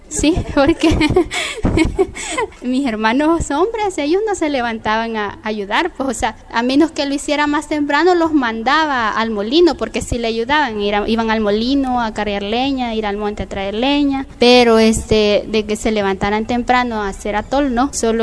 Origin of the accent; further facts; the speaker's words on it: Guazapa, San Salvador, El Salvador; now in Apopa, El Salvador; Yo soy originaria de Huazapa. Actualmente vivo en Apopa porque me casé y me fui para ahí. Pero yo siempre voy a Huazapa, toda mi vida viví ahí.